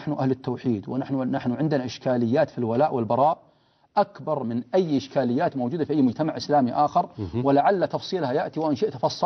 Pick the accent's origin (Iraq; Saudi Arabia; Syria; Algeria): Saudi Arabia; Riyadh, Riyadh Province; مقارنة بالصف والصفين اللي عندنا في الرياض مثلا،